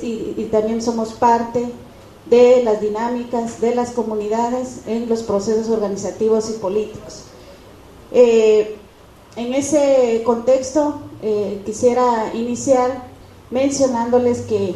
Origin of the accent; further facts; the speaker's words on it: Guatemala; Efectivamente, vengo de Guatemala.